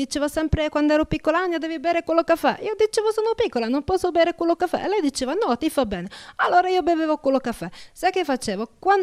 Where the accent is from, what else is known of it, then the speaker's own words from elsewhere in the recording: Bratislava Region, Slovakia; Italian is a second language; now in Rome, Italy; vengo da Cerni, vicino di Bratislava. Nessuno conosce mia terra qui a Roma. Dicono tutti, ah, sei rumena, non c'entra niente, altra cultura, altro modo di parlare. Allora, io sono venuta qui con i miei genitori, però per farti capire vengo di campagna